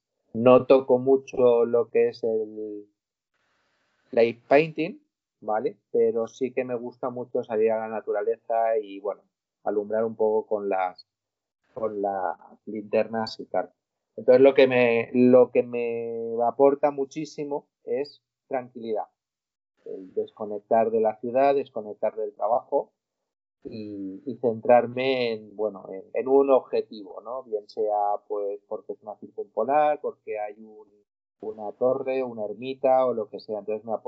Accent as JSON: {"language": "Spanish", "town": "Valencia", "region": "Valencian Community", "country": "Spain", "said": "de Valencia."}